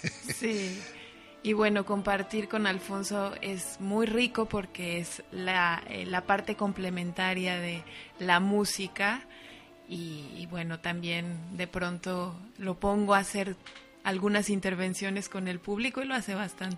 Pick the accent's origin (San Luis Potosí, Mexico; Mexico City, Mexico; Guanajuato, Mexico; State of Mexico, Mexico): Guanajuato, Mexico; now in Europe; Nos conocimos justamente en mi ciudad natal, que es Guanajuato.